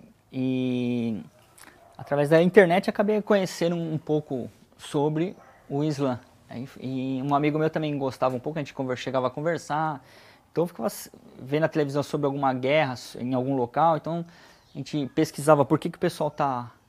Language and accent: Portuguese; São Paulo, Brazil; born there; Eu nasci em São Paulo, né? E vivi com a minha família, né?